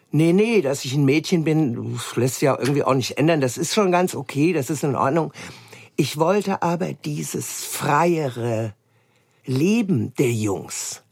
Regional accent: Hesse, Germany; Ich bin auf dem Land aufgewachsen, hessischen Hinterland.

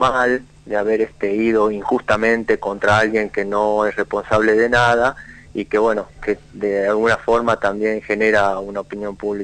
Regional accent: Jujuy, Argentina; Sí, soy jujeño.

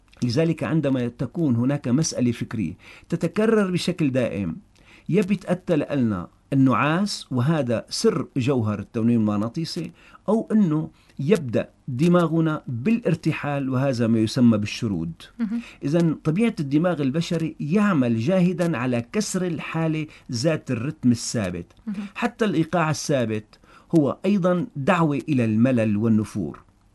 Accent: Syria; ونحن بلد ساحلي سواء بطرطوس أو باللاقي أو حتى بالداخل السوري

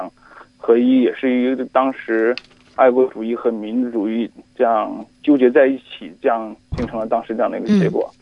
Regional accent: Hong Kong; 我来自香港。

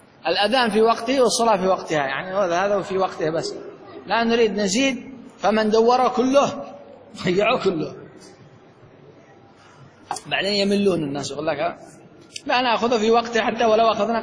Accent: Yemen; عندنا في اليمن

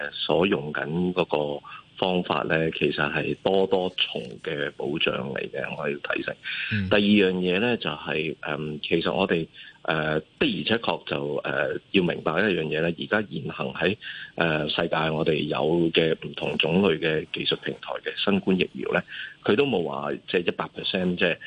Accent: Hong Kong

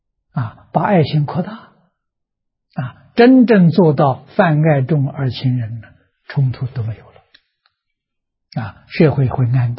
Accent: Tangchi, Anhui, China; 在我的家乡安徽省庐江县汤池小镇，我在做实验

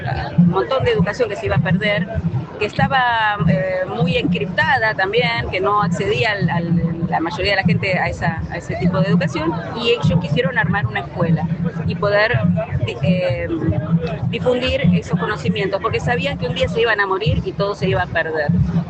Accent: Argentina; es parte de nuestra idiosincrasia como argentinos, la educación pública

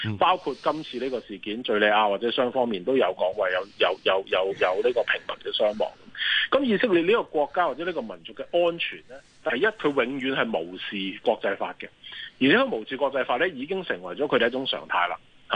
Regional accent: Hong Kong; 因為猶太人，我講緊係中東嘅猶太人嘅數量咧，就同我哋香港人差唔多嘅啫。

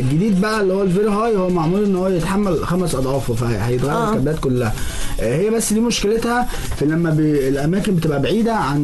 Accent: Egypt; طبعا احنا عندنا في مصر بنعمل تحديث

